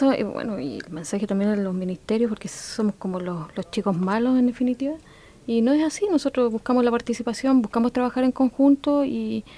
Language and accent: Spanish; Chile; que efectivamente somos todos chilenos